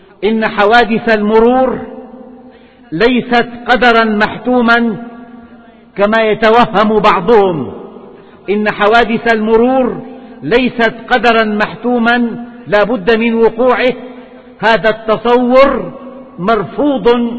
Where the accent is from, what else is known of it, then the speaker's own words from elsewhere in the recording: Syria; أما في بلدنا سوريا فتشير التقارير